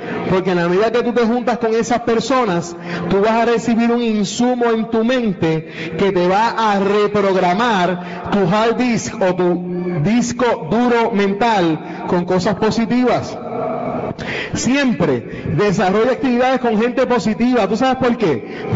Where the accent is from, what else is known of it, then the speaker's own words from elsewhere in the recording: Fajardo, Puerto Rico; now in Cidra, Puerto Rico; yo soy de Fajardo, porque ahora vivo en Sidra. Mi amor, yo te amo, pero yo soy de Fajardo.